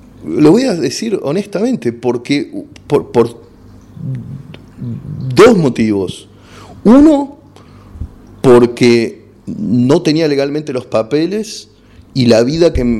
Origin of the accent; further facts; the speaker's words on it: Argentina; accent: Argentine; Y yo salí a hablar con mi acento pedorro argentino, tratando de hacerlo neutro y diciendo, compadres, y me miraban como diciendo, sos un marciano.